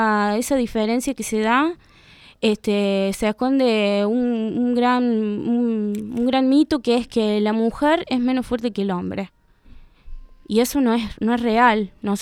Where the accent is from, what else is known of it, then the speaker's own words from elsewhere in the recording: Córdoba, Argentina; also born or lived in La Rioja; yo me fui acá de La Rioja, hace unos años me volví a Córdoba.